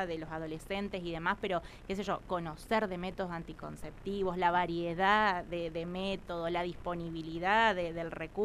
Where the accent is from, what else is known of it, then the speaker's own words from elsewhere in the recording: Colonia Chapalco, La Pampa, Argentina; Yo, bueno, soy oriunda de acá. Yo aclaro, yo soy de Colonia Chapalco.